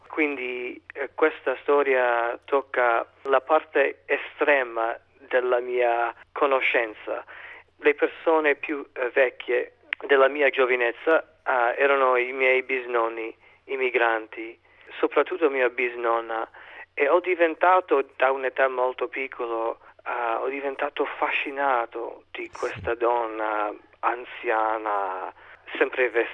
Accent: Cleveland, Ohio, United States; Italian is a second language; generazione clevelandese, posso dire, cioè tutti i miei sono da Cleveland, tutti i nonni sono nati lì, i miei genitori sono nati lì

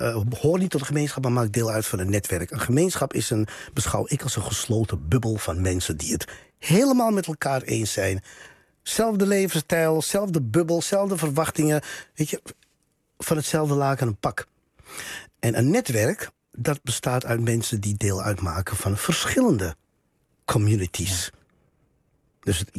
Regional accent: Netherlands; also born or lived in Paramaribo, Suriname; Kijk, ik ben hier niet geboren, maar wel getogen. Voel ik me Surinaams? Nee, want ik woon daar niet. Ik ben van Surinaamse afkomst, maar ik kan me niet Suriname voelen als ik daar niet woon.

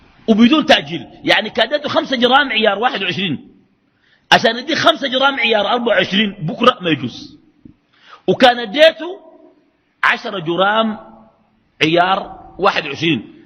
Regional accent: Sudan; وعندنا في السودان من يفعله ليس للأنبياء

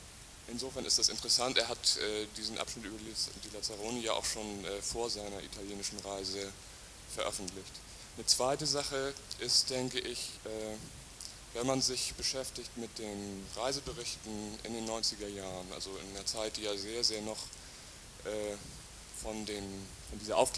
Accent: Hamburg, Germany; ich komme aus Hamburg.

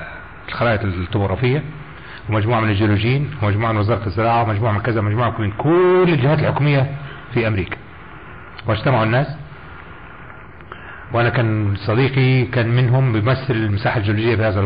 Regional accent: Egypt; مش زي عندنا، مش عندنا في مصر

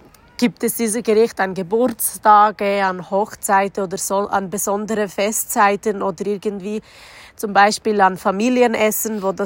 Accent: North Macedonia; Ich komme aus Mazedonien.

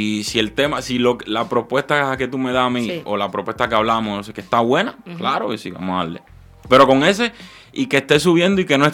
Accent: Cuba; moved away; yo la grabé en Cuba, en verdad, ¿eh? O sea, la grabé en mi país, no la grabé aquí.

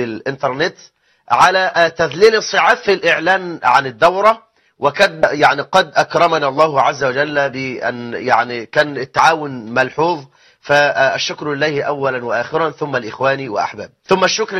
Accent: Egypt; آخر إحصائيات عندنا في مصر 9 مليون امرأة مطلقة،

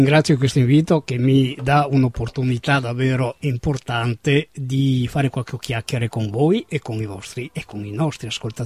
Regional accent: Vittorio Veneto, Veneto, Italy; vengo da Vittorio Veneto, una città che purtroppo ha perso nell'arco di 60 anni tante, se non tutte le sue occasioni, ed è rimasta purtroppo emarginata sia da un punto di vista viario sia da un punto di vista della cultura, dove negli anni 80 era il faro della provincia.

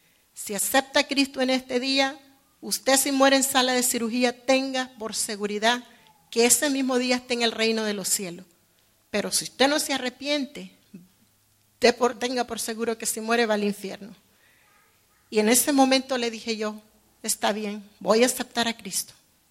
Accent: Nicaragua; Quiero decirle que soy nicaragüense, nací en Nicaragua

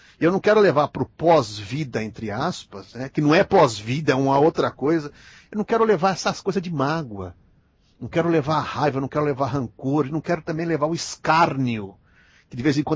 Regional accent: Minas Gerais, Brazil; Mineirinho, mineiro que também sou mineiro, mineirinho

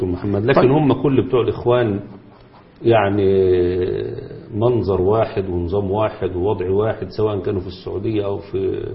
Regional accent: Egypt; أو حتى عندنا في مصر

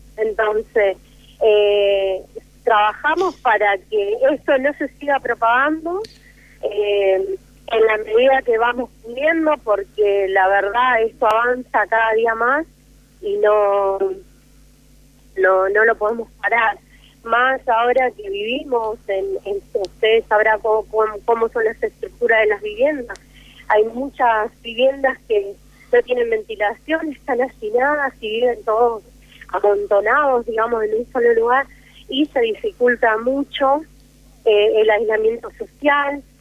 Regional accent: Buenos Aires, Argentina; que somos de la Ciudad de Buenos Aires.

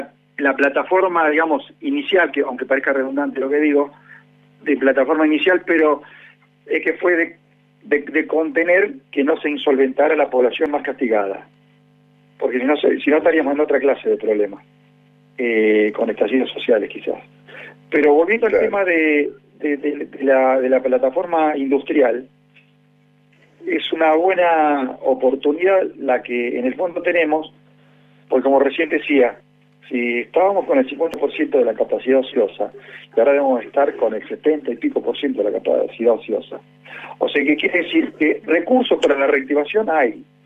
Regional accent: Argentina; que somos los habitantes de la Argentina

